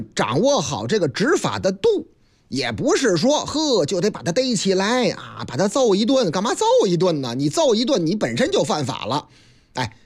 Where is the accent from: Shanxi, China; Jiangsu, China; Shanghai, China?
Shanghai, China; 不是，那是在咱们上海啊，我老家上海